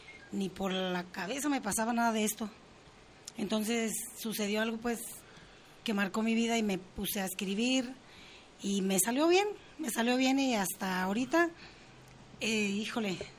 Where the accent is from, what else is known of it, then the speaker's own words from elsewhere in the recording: La Piedad, Michoacán, Mexico; born there; Bueno, yo soy nacida en La Piedad, Michoacán.